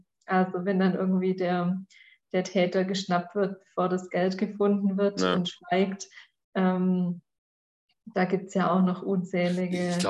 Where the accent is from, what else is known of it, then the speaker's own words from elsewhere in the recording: Swabia, Germany; jetzt hier irgendwie bei mir als Schwabe